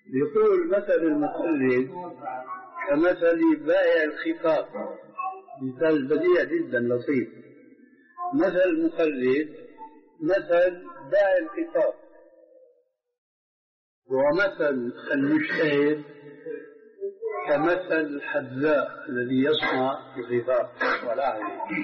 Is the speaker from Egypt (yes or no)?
no; Syria; كلنا نحن سوريين